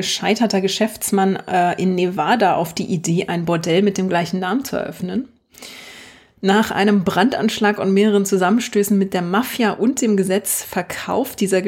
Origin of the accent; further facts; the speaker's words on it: East Germany, Germany; born there; Ich bin ziemlich ohne Disney aufgewachsen. Ich bin ja noch im Osten geboren